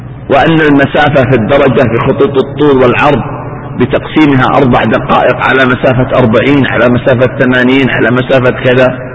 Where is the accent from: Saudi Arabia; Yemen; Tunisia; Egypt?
Saudi Arabia; Eastern Province; تجد من بعض الناس عجيبة في منطقة عندنا في الشرقية